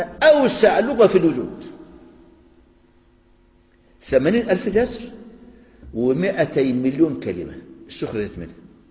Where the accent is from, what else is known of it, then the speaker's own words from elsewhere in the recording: Egypt; يعني تعلموا الفول عندنا في مصر يطلع يقول لك احنا اللي اخترعنا الفول والطعمية